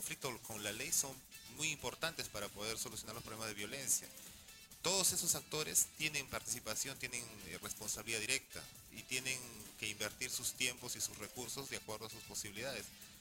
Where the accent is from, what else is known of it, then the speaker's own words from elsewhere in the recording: Callao, Peru; trabajar en el Callao es un desafío, y eso lo digo siendo chalaco.